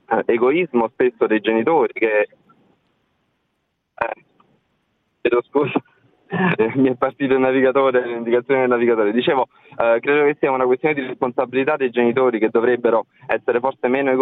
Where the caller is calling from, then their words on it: Salerno, Campania, Italy; da Salerno, anche io come l'ascoltatrice precedente sono in macchina, non posso fermarmi.